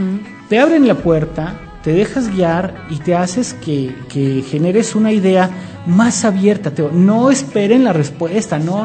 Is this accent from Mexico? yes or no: yes; Mexico; Y como mexicanos, ¿qué ponemos? Una ofrenda